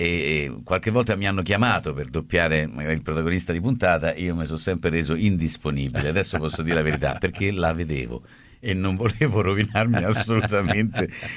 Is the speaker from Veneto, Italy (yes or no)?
no; Rome, Lazio, Italy; Sì, perché giocavamo da bambini a Roma.